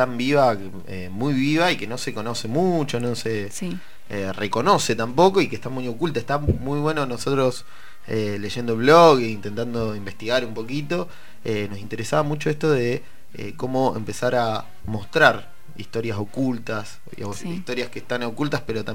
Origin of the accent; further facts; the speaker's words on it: Las Flores, Buenos Aires Province, Argentina; Yo en mi pueblo soy de Las Flores. Uh-huh. Son 200 kilómetros acá nomás